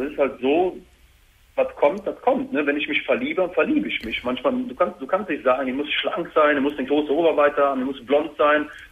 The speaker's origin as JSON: {"language": "German", "town": "Cologne", "region": "North Rhine-Westphalia", "country": "Germany", "said": "Ich bin Kölner."}